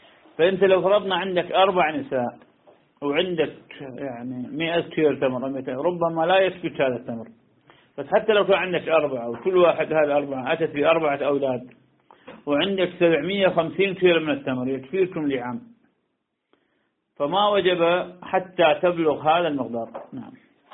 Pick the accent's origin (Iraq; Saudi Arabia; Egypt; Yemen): Iraq; نعم عندنا بالعراق ما شاء الله نخيل تحمل